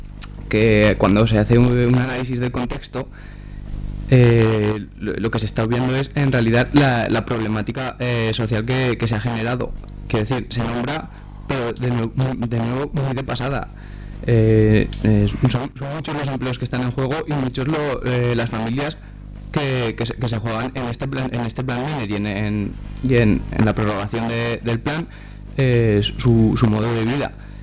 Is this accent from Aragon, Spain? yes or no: yes; Andorra, Aragon, Spain; yo soy de Andorra